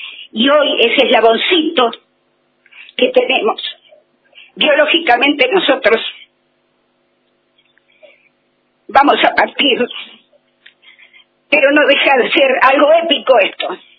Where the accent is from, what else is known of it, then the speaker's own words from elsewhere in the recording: La Plata, Buenos Aires Province, Argentina; now in Viedma, Argentina; Él también estuvo en la marcha en La Plata, somos platenses. Pero la estrella nos corrió y nos tuvimos que venir, Viedma nos cobijó.